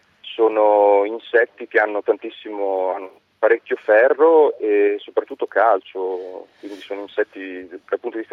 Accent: Emilia-Romagna, Italy; Io sono romagnolo, quindi difendo comunque i nostri, diciamo, gusti romagnoli

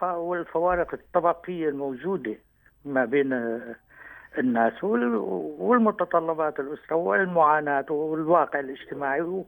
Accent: Latakia, Latakia Governorate, Syria; حي الطابيات عندنا في اللاذقية

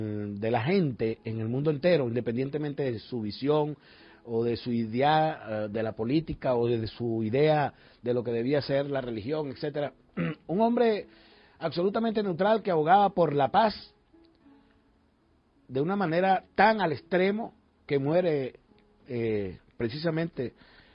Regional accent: Venezuela; nosotros debemos hoy sentirnos orgullosos como venezolanas y venezolanos

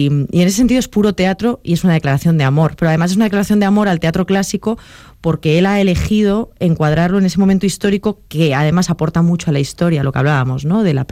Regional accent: Valladolid, Castile and León, Spain; now in Madrid, Spain; yo tengo la peculiaridad de que soy una vallisoletana afincada en Madrid

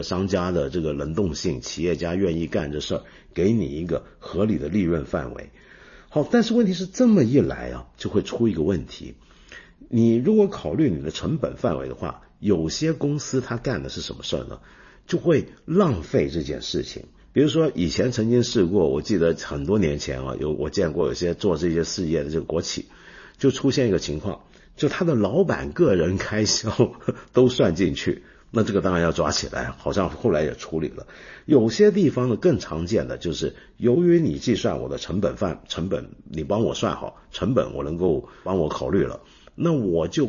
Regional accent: Hong Kong; 比如说像我住的我的老家香港就是这样子

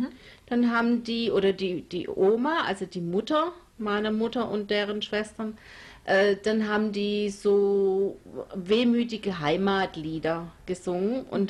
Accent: Bavaria, Germany; Ich bin also nicht in Baden-Württemberg aufgewachsen, sondern in Franken. Und da waren wir die Zugrosten.

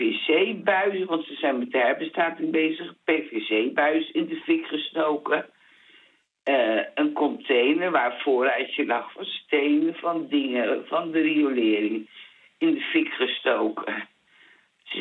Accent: 's-Hertogenbosch, North Brabant, Netherlands; born there; now in Rotterdam, Netherlands; Ik ben geboren in Den Bosch.

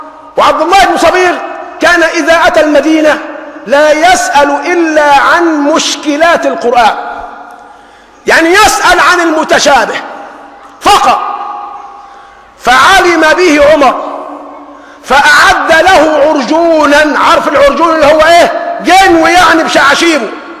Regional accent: Egypt; إذن في استطاعتنا كمصريين أن نرجع مرة ثانية ونستخدم المال العام

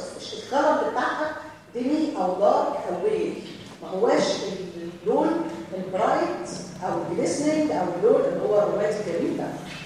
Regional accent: Egypt; لكن هنا عندنا في مصر

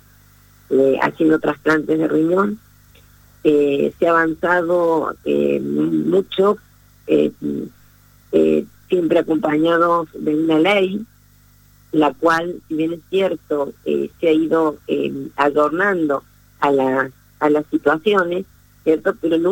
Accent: Argentina; nosotros como argentinos hemos tenido y seguimos teniendo una de las leyes de más avanzada en el mundo

